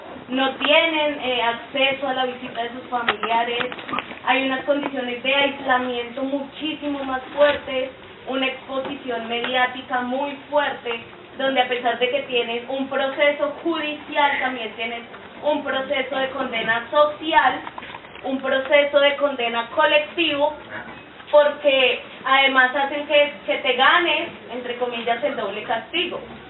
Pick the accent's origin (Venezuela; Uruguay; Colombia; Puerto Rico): Colombia; soy colombiana